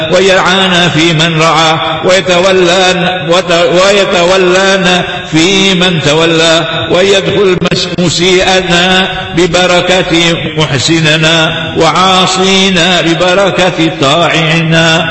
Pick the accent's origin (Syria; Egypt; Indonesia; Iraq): Indonesia; وأن الله يحفظ بلدنا هذه بلدنا إندونيسيا هذه